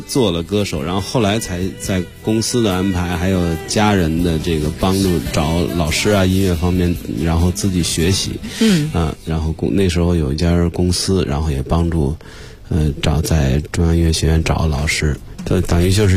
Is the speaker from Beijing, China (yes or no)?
yes; Beijing, China; 所以就官园桥这一带，肯定是因为小时候那个唱歌、弹琴